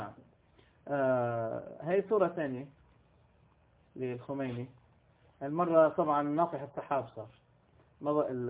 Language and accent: Arabic; Beirut, Beirut Governorate, Lebanon; born there; كنت وقتها في منطقة الغبيري، ومنطقة الغبيري في بيروت، يعني أنا ولدت في بيروت في لبنان. منطقة الغبيري هي الوسط، يعني جورة التشيع، يعني وسط المنطقة الشيعية في لبنان. وكنت أعمل هناك في بداية شبابي